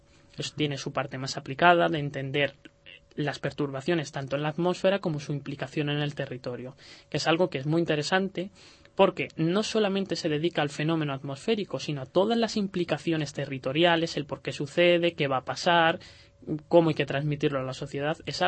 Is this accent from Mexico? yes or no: no; Toledo, Castilla-La Mancha, Spain; es el mediterráneo del interior, de la zona de Madrid, Toledo, que además es de donde yo soy.